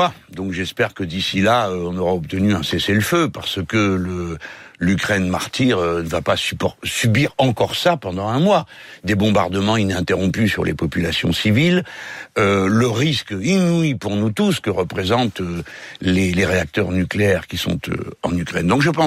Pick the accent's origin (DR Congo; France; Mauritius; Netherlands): France; Cependant, nous sommes français, hein, donc nous jugeons d'après nos manières de voir.